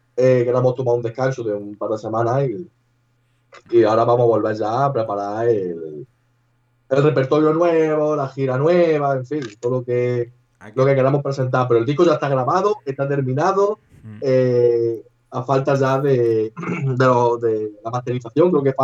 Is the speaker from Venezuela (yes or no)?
no; Andalusia, Spain; accent: Andalusian; moved away as an adult; now in Valencia, Spain; En 5 años que llevo aquí no soy muy de que se me peguen los acentos. Además soy un andaluz bastante cerrado hablando.